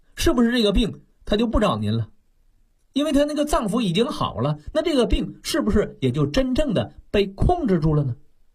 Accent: China

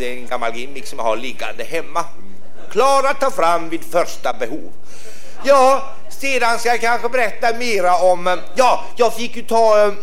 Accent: Åkra, Sweden; born there; Jag är född i Åkra.

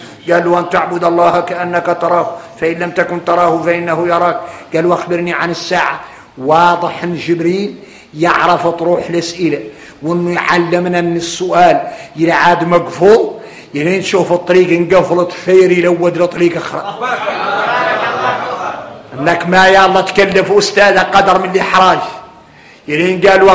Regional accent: Mauritania; انا موريتاني

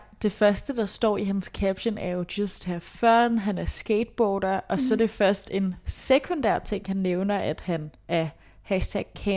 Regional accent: Capital Region of Denmark, Denmark; Nu kommer jeg selv fra Vestegnen, ikke, hvor der er mange unge mødre

